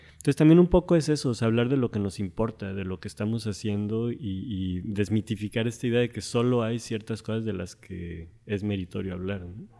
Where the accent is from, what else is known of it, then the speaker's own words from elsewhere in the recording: Mexico; la mayoría somos de México, pero sí que hay colegas de otros países.